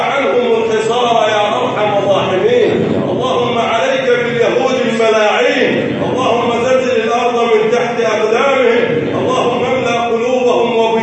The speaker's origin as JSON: {"language": "Arabic", "country": "Egypt", "said": "اللهم من ارادنا اراد بلدنا مصر بخير وفقه لكل خير"}